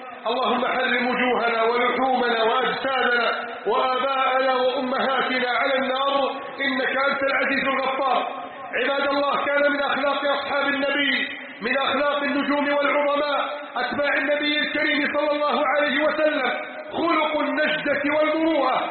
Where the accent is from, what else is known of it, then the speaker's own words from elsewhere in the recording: Upper Egypt, Egypt; إذا ما مررت على صعيد بلدنا مصر المباركة